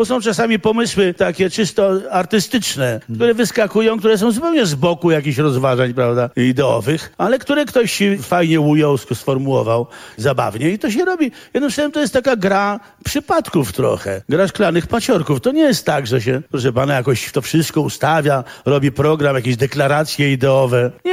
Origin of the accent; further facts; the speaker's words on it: Warsaw, Masovian Voivodeship, Poland; Dla mnie jest ważne, bo ja jestem warszawiakiem przedwojennym.